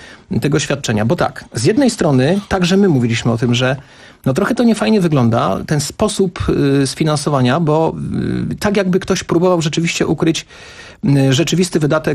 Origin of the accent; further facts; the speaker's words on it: Kraków, Lesser Poland, Poland; Ja jestem z Krakowa, ja się zastanawiam.